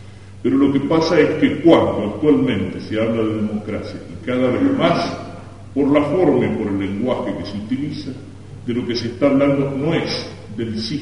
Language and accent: Spanish; Argentina; también tendremos que santificarnos como argentinos, en el amor a la propia patria.